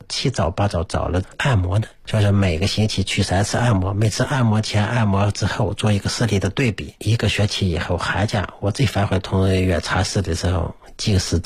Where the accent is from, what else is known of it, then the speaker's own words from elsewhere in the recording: China; 比如说我们以前呢，我们中国人啊，比较还不是富裕，现在富裕了